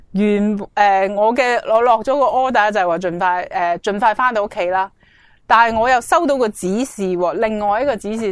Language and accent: Cantonese; China; 而好多时候我哋中国人咧，尤其都会有呢个谂法。